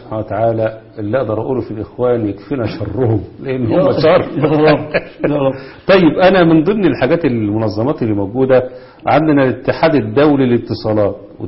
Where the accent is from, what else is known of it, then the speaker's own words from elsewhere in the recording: Egypt; الشبكات الرئيسية اللي موجودة عندنا في مصر